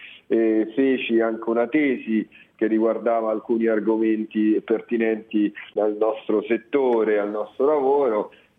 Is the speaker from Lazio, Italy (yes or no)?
yes; Rome, Lazio, Italy; born there; moved away as an adult; also born or lived in London; Sono nato a Roma e a 19 anni sono andato a Londra, appena finito il liceo, neanche aspettato i quadri, sono andato a Londra, ho fatto l'università là e ci sono rimasto fino a quando, cioè, avevo 30-31 anni.